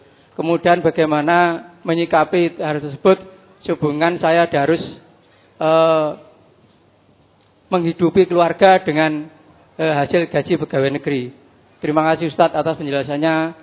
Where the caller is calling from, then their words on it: Kediri, East Java, Indonesia; Saya dari Kediri